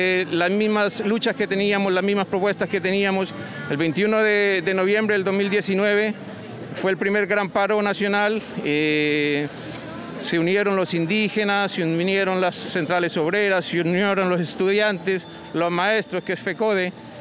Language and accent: Spanish; Colombia; now in Concepción, Chile; Soy colombiano y en este momento nos estamos manifestando con este pequeño plantón